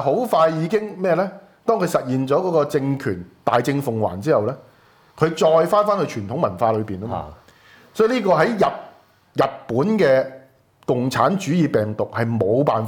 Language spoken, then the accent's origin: Cantonese; Hong Kong; 包括到我們香港人死人那些出殯的儀式